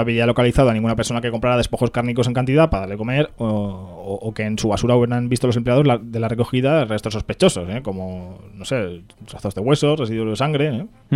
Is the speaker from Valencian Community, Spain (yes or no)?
yes; Godella, Valencian Community, Spain; Pero ahora ya entra Godella y tal, que es mi pueblo.